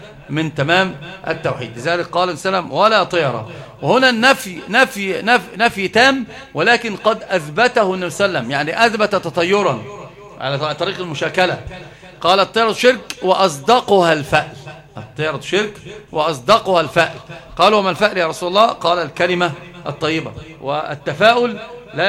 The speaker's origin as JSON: {"language": "Arabic", "country": "Egypt", "said": "وأنت ترى يعني عندنا في مصر"}